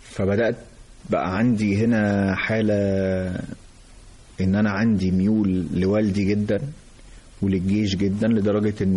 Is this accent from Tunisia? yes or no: no; Egypt; أنا أسرة مصرية متوسطة،